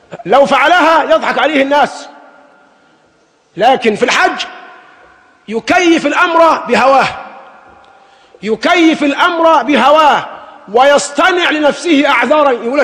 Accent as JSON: {"language": "Arabic", "country": "Egypt", "said": "لكن نحن كمصريين بالذات أدمنا أن نسير بالرخص المزورة"}